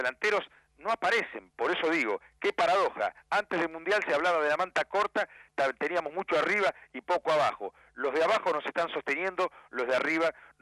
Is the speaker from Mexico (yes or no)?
no; Argentina; porque somos argentinos, tenemos la camiseta puesta